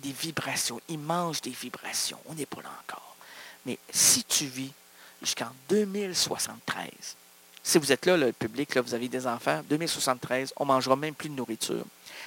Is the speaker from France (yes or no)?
no; Quebec, Canada; On est heureux, on est des Québécois!